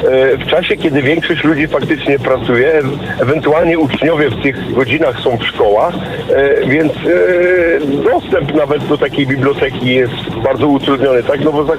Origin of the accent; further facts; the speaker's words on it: Kuyavian-Pomeranian Voivodeship, Poland; moved away; ja sam pochodzę z małej takiej miejscowości w kujawsko-pomorskim województwie, na pograniczu kujawsko-pomorskiego i wielkopolskiego województwa.